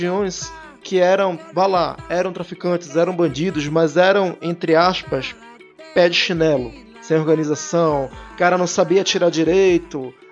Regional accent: Manaus, Amazonas, Brazil; nós três somos de Manaus, né, mas a gente tem ouvintes fora de Manaus. Eu, inclusive, não moro mais em Manaus, né.

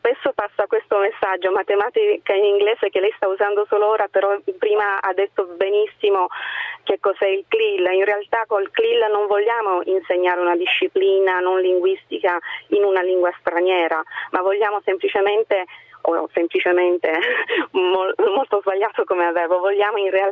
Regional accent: Apulia, Italy; non vengo dal Trento, io sono della provincia di Lecce.

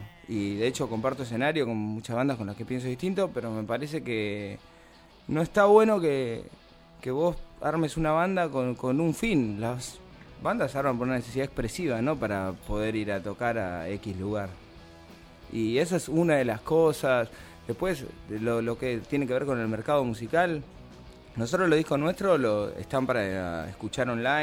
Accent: La Plata, Buenos Aires Province, Argentina; Nosotros somos de La Plata. Cada vez que tenemos que tocar, tenemos que hacer todo un movimiento para poder venir para acá.

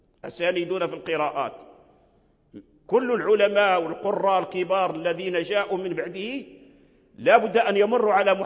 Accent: Fez, Fès-Meknès, Morocco; لا أدعي يعني أن أحسن النطق بهذا الحرف، ولا أحد من بلدنا يعني يحسن النطق به، لا فاس ولا غيرها من البلاد

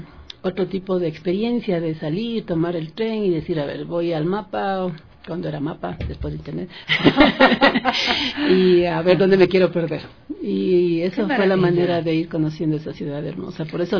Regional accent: Quito, Pichincha, Ecuador; also born or lived in Brazil / United States; Sí, soy muy quiteña, nacida en la cepa del centro de Quito.

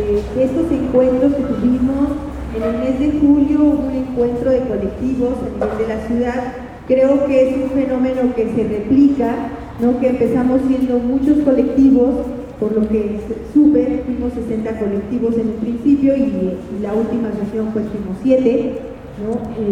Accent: Mexico City, Mexico; Bueno, como ya nos presentamos, pues sí, somos de la Ciudad de México.

